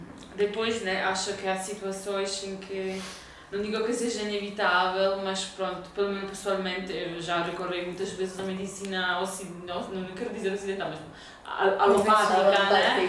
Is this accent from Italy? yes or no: yes; Italy; eu venho da Itália